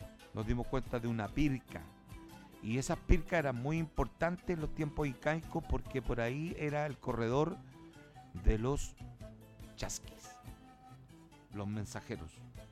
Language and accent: Spanish; Chile; el patrimonio e intangible de nosotros como chilenos.